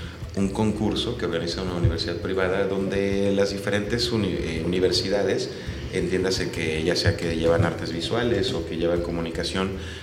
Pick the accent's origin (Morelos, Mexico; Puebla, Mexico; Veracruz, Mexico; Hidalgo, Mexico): Morelos, Mexico; Cuernavaca; Sí, yo nací en Cuernavaca, pero realmente vivo aquí desde los 7 años.